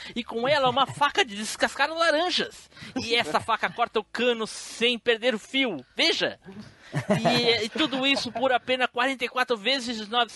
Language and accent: Portuguese; Rio de Janeiro, Brazil; É, eu sou do Rio.